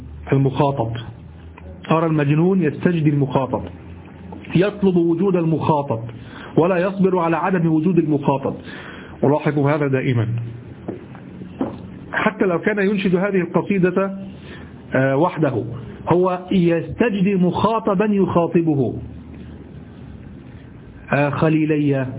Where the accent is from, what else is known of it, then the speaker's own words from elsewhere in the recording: Egypt; اليمام الذي نعرفه في مصر نحن باليمام